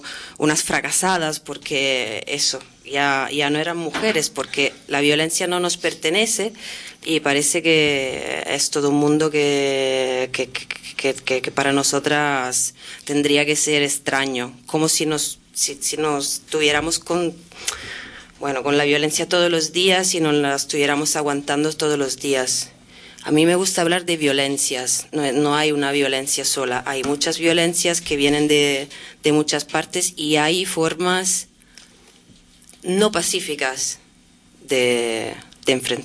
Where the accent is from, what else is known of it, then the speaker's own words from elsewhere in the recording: Italy; Claro, y a mí me viene a la cabeza unas historias que están conectadas más con mi país de origen y con ese movimiento